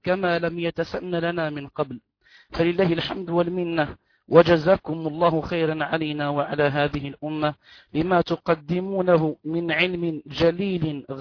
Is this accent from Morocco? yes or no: yes; Morocco; أن هناك استشكال عندنا في المغرب